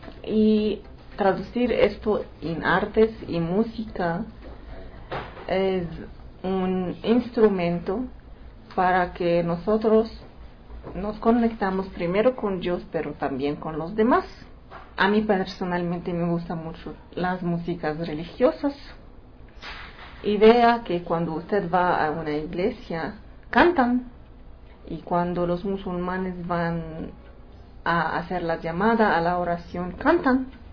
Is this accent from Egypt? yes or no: yes; Alexandria, Alexandria Governorate, Egypt; Mi ciudad natal es Alejandría, es una de las ciudades más famosas del mundo antiguo